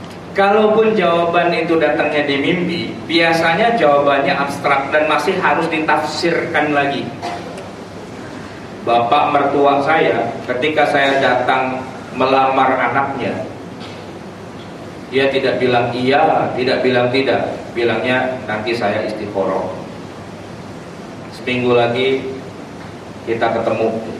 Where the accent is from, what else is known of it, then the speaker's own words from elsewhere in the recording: Java, Indonesia; Ya, saya juga orang Jawa.